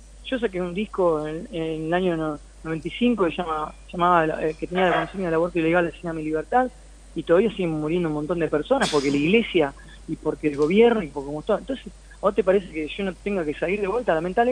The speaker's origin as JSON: {"language": "Spanish", "town": "Campana", "region": "Buenos Aires Province", "country": "Argentina", "tie": "born or raised there", "said": "se filmó donde yo me crié, en Campana, Lima, Otamendi, Zárate, por ahí."}